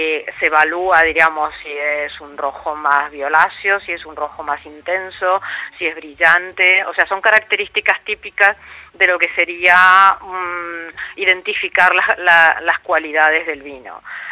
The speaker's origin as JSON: {"language": "Spanish", "country": "Argentina", "lives_now": "Spain", "said": "como compatriota, como argentina, estar hablando de vinos en España"}